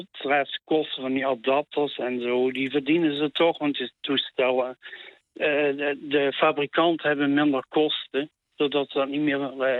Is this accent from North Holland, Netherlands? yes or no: no; Maastricht, Limburg, Netherlands; Ik heb een accent, ik kom in Maastricht.